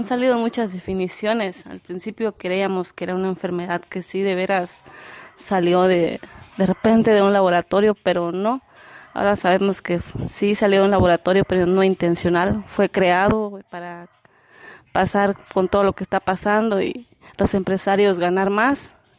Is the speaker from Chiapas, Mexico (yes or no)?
yes; Chicomuselo, Chiapas, Mexico; Soy de la colonia Pablo Lecidar, municipio de Chicumcelo, Chiapas.